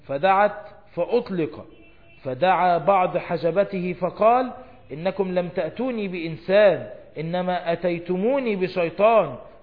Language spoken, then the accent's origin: Arabic; Egypt